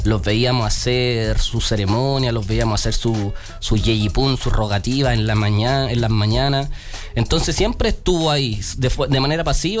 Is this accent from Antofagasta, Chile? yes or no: no; Peñalolén, Santiago Metropolitan, Chile; pues soy mapuche, también me crié en Peñalolén, también conozco el mundo de la urbanidad, pero también conozco el mundo del campo.